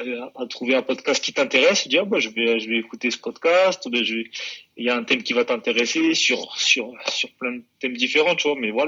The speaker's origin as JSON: {"language": "French", "town": "La Courneuve", "region": "Île-de-France", "country": "France", "tie": "born or raised there", "said": "je suis originaire de la ville de La Courneuve. De La Courneuve, donc. Région parisienne en Seine-Saint-Denis"}